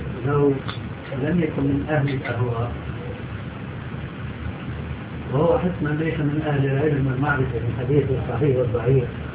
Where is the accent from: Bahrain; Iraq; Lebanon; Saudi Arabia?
Saudi Arabia; في مثل عام عندنا في السعودية